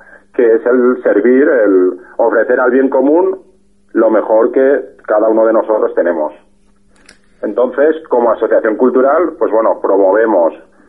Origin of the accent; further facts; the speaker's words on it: Spain; como españoles que somos, nos duele todo